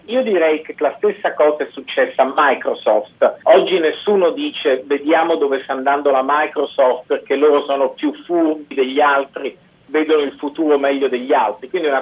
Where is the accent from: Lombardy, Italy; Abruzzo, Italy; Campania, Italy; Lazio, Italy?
Lazio, Italy; Rome; moved away as an adult; now in United States